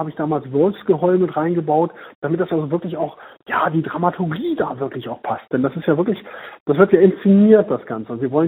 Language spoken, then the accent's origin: German; Braunschweig, Lower Saxony, Germany; born there; Also ich komme ja nun gebürtig aus Braunschweig